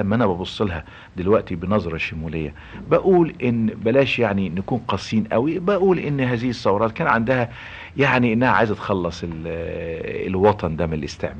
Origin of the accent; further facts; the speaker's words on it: Egypt; moved away as an adult; كواحد مصري اصيل من هذه البلد بس عايش في الخارج مثلا وبيجي بيشوف بلده دي.